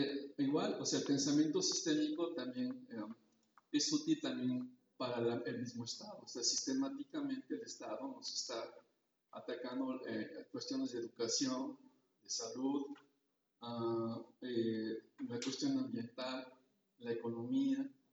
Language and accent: Spanish; Coatepec, Veracruz, Mexico; vengo de Coatepec, un pueblo cerca de Jalapa, trabajo en la Universidad de Veracruzana.